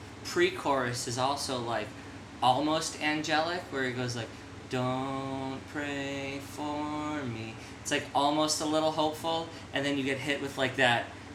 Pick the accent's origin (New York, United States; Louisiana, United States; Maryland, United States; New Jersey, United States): New York, United States; I'm from New York. Everybody here like knows and likes Jewish.